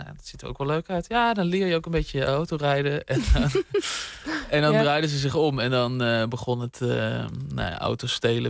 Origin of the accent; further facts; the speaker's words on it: Bussum, North Holland, Netherlands; Ik zat op voetbal in Bussum, waar ik ben opgegroeid.